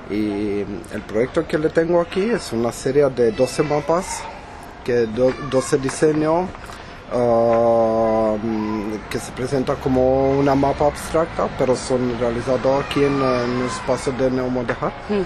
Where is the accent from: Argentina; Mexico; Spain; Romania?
Romania; Cluj-Napoca, Cluj County; Spanish is a second language; Estoy de Rumanía, pero más exacto de Cluj, del centro de Transilvania.